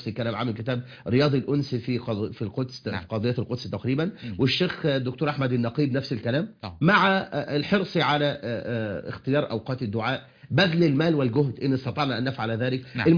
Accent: Egypt; خاصة بلدنا مصر

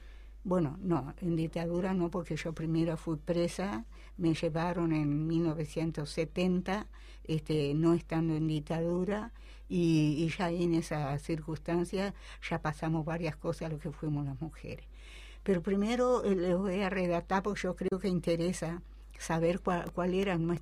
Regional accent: Salto, Uruguay; also born or lived in Tranqueras / Bella Unión; Nací en Tranqueras Rivera. Nos vinimos para Departamento Salto, donde mi padre fue cañero en el Espinillar, perteneciente al Estado. Más tarde yo me voy para Bella Unión, siendo muy jovencita, y a partir de ahí mi vida se desarrolla en Bella Unión, Departamento Artigas.

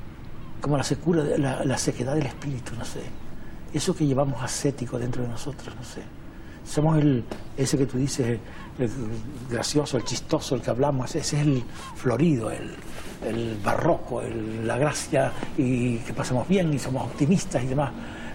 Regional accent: Canary Islands, Spain; Yo no digo que me siento canario, es que yo soy canario, ¿no?

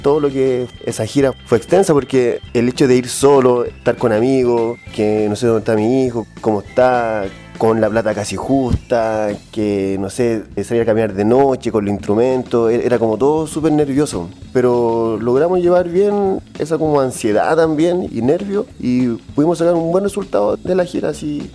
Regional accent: Melipilla, Santiago Metropolitan Region, Chile; Nosotros somos de Melipilla

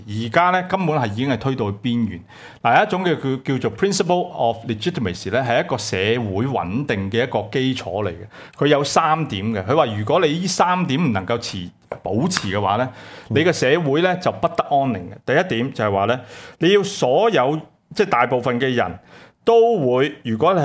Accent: Hong Kong; 你看到今日呢又再測試我們香港人底線

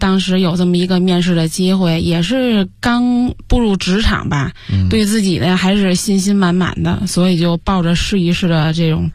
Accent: Tianjin, China; 因为我家是天津的嘛，其实我觉得天津人挺恋家的。我俩从小上学呀、还是干什么的，几乎没离开家里，都没离开我们那个区过。

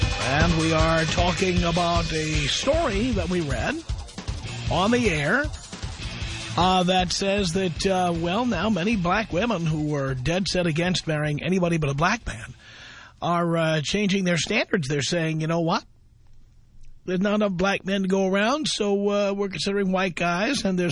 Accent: New York City, New York, United States; And I grew up in the South Bronx in what was largely a black and Latino neighborhood.

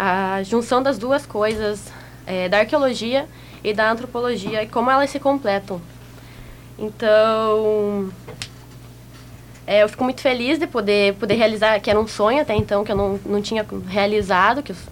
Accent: Ponta Grossa, Paraná, Brazil; eu fazia história lá no Paraná, eu sou do Paraná, cidade de Ponta Grossa

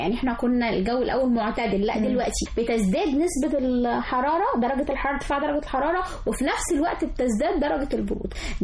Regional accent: Sharqia Governorate, Egypt; يعني إحنا عندنا في الشرقية

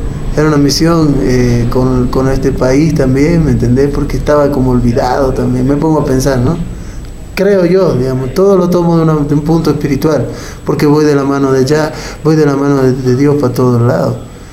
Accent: Bolivia; also born or lived in Buenos Aires, Argentina; Aunque no nací en Bolivia, pero soy criado acá hace como 20 años, nací en Buenos Aires, en Argentina.

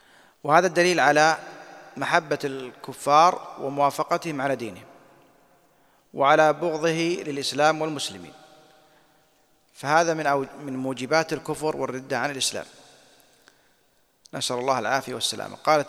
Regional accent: Saudi Arabia; أنا أشوف القضاة عندنا في السعودية

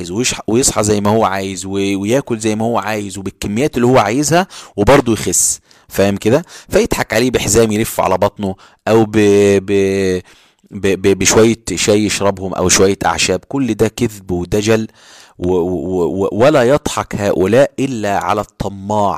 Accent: Egypt; احنا دلوقتي عندنا في مصر

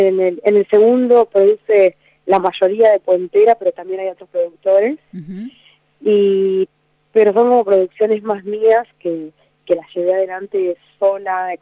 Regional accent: Trelew, Chubut, Argentina; En la casa de mi mamá, en Trelew, que es mi pueblo, ciudad.

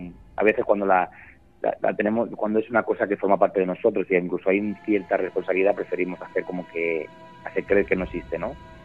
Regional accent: Barcelona, Catalonia, Spain; yo soy de Barcelona, pero paso tiempo por Tarragona, por la zona de Castellón

